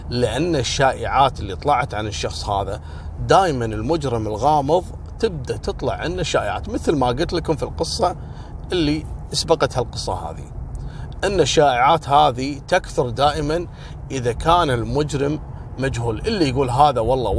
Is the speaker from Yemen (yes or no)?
no; Kuwait; وهذا اللي حصل عندنا في الكويت هنا كذلك عن محش حولي.